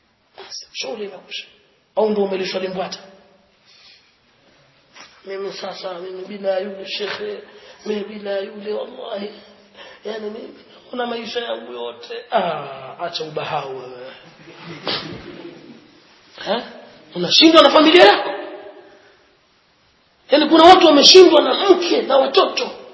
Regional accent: Pangani, Tanga Region, Tanzania; Sisi tumekulia kule kwetu liko kuna baraka. Samaki wenda hapo tu waje na chombo kimejaa masamaki. Leo si mchezo. Nazi ilikuwa hivi, watu kutoka Mombasa walipata nazi Pangani.

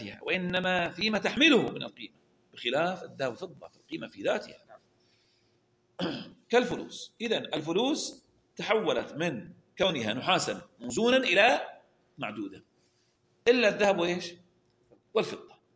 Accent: Al-Ahsa, Eastern Province, Saudi Arabia; التمر الخلاص وتمر الشيش عندنا في الأحساء

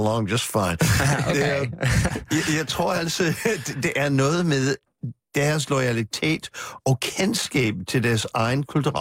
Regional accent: Manhattan, New York, United States; Danish is a second language; now in Copenhagen, Denmark; fordi jeg kommer fra Manhattan, jeg er født og vokset op på Manhattan.

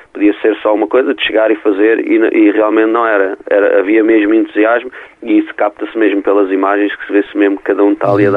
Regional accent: Alcântara, Lisbon, Portugal; porque somos de Alcântara e íamos uhum. a pé para o Johnny Guitar, e passávamos lá sempre, tínhamos, era 16 aninhos na altura.

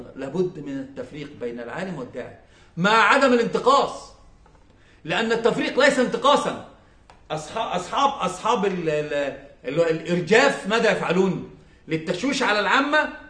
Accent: Egypt; إحنا عندنا في مصر في مسألة مهمة جدا عزيزة

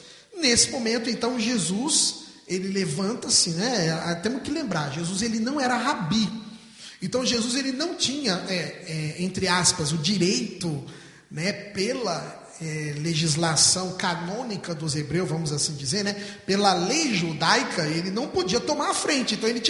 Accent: São José do Rio Preto, São Paulo, Brazil; para nós que somos aqui de Rio Preto, é quase que Rio Preto-Mirassol

